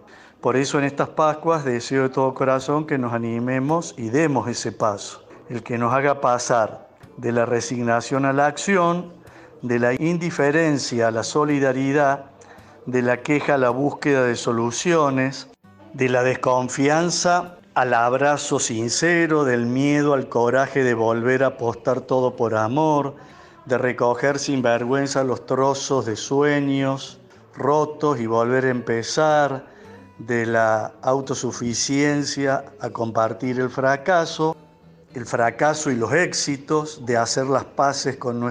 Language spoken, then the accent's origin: Spanish; Córdoba, Argentina; soy amigo de hace años de Diego, soy cordobés.